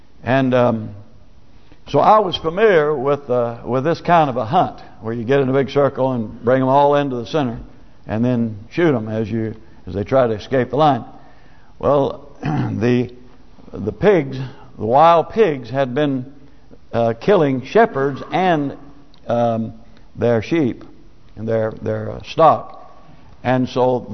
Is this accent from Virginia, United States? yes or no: no; Nebraska, United States; when I was growing up in Nebraska, we would have coyote hunts because we raised a lot of cattle.